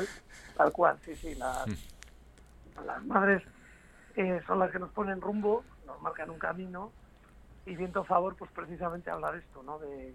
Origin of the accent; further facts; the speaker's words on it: Santander, Cantabria, Spain; la Sala Escenario Santander, que es en mi tierra, con mis paisanos